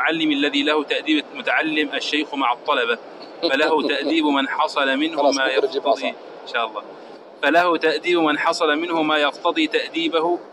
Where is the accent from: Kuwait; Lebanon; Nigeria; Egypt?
Egypt; طيب عندنا في مصر يقول اكسر واحنا نجبس